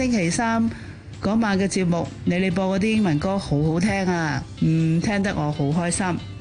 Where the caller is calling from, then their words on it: Sydney, New South Wales, Australia; 我2014年开始已经听你们手下留情的啦。咁我在2017年7月呢就搬咗过去澳洲悉尼住啦